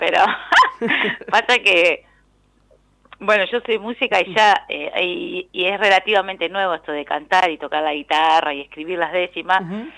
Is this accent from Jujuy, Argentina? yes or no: no; Buenos Aires, Argentina; por lo menos yo como porteña, algo más conservador.